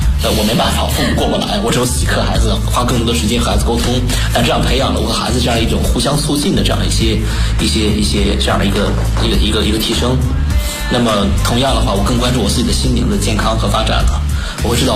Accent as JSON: {"language": "Chinese", "country": "China"}